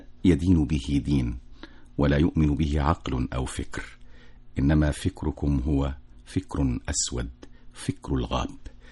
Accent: Egypt; فنحن غدا جميعا كمصريين نحتفي

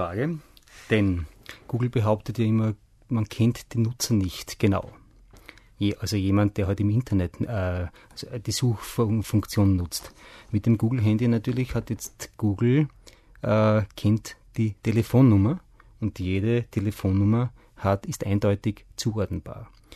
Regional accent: Austria; Das ist eindeutig eine linke Aktion, wie man so sagt, bei uns in Österreich

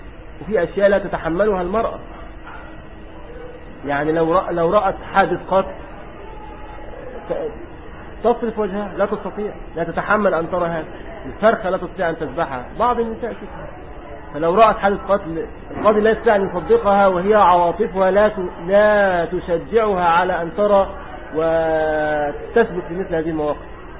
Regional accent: Egypt; هذا موجود عندنا في مصر

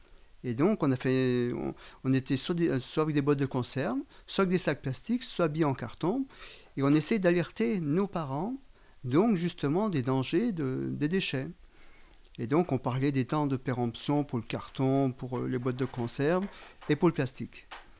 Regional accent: Auvergne-Rhône-Alpes, France; Alors, on est en 1970. Donc, je suis natif de Haute-Savoie.

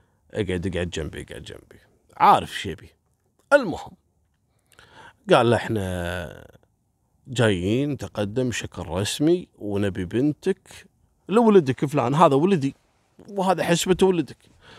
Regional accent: Kuwait; الشعب الكويتي أول مرة نشوف ثلوج على الشوارع وعلى الطرق

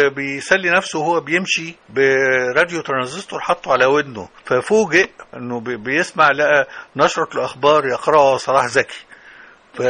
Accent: Damanhur, Beheira, Egypt; وأنا من شبرا على فكرة، شبرا دمنهور

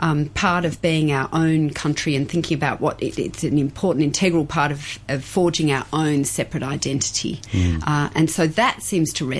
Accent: Melbourne, Victoria, Australia; when I was growing up in Melbourne

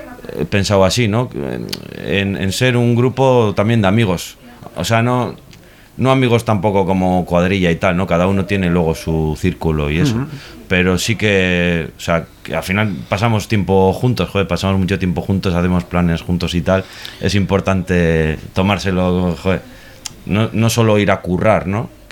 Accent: Amorebieta-Etxano, Basque Country, Spain; now in Bilbao, Spain; No, somos cuatro de Sornocha y luego el otro guitarrista es de EA.

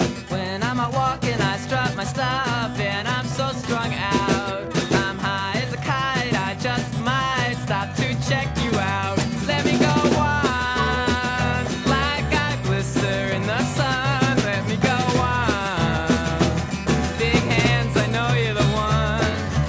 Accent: Lecco, Lombardy, Italy; Dalle mie parti Lecco si diceva attaccare e poi fare vola.

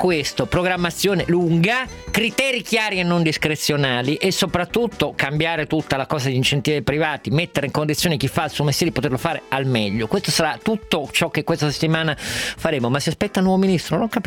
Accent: Turin, Piedmont, Italy; Io sono torinese

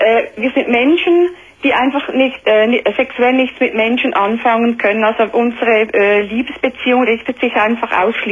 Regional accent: Switzerland; Ja, ich bin eine Schweizerin.

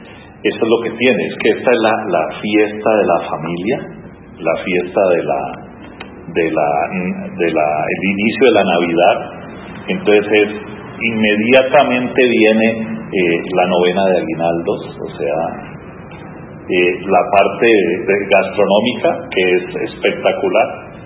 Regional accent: Popayán, Cauca, Colombia; Nosotros, el que nos criamos en Santa Inés, todas las noches se hacía en una cuadra la novena y cada uno trataba de superar al otro.

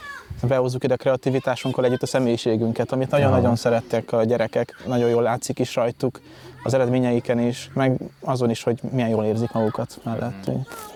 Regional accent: Szentmárton, Baranya, Hungary; now in Pécs, Hungary; Szent Mártonból jövök, ami egy hasonló jellegű település hátrányos helyzet tekintetében, és én most jelenleg a egyetemen tanulok Pécsen, tanári szakon

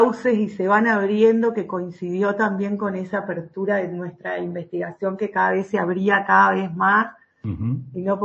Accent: San Salvador, Entre Ríos, Argentina; also born or lived in Santa Fe / Buenos Aires; now in Paraná, Argentina; Mirá, yo nací y me crié en San Salvador, acá en la provincia de Entre Ríos.

